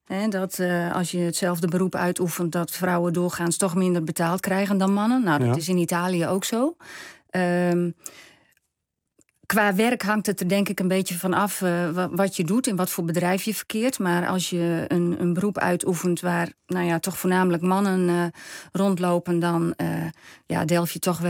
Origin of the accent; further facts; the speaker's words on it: Netherlands; born there; Dus ik ben in Nederland geboren.